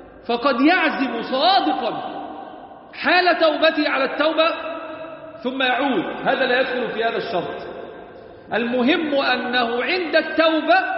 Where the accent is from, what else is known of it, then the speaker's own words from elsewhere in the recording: Egypt; ربنا احفظ بلدنا مصر وسائر بلاد